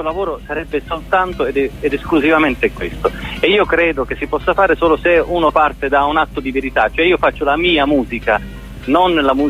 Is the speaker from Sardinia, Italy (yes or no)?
no; Sicily, Italy; moved away as an adult; io essendo nato in Sicilia, vissuto fino a 30 anni in Sicilia